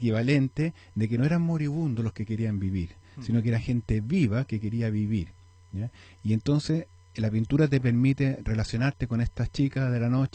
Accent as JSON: {"language": "Spanish", "region": "Valparaíso", "country": "Chile", "tie": "born or raised there", "said": "Fui criado, nacido y violado en Playa Ancha."}